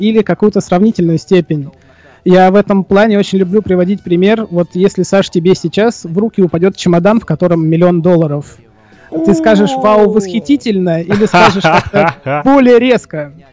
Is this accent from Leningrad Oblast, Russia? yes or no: no; Moscow, Russia; Ну, особенно это у нас актуально в мегаполисах крупных, я сам из Москвы.